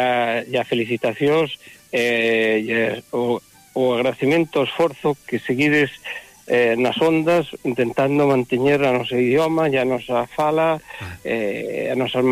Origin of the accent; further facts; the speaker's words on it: Galicia, Spain; dicennos que somos os portugueses do norte. Eu digo que eles son os galegos do sur.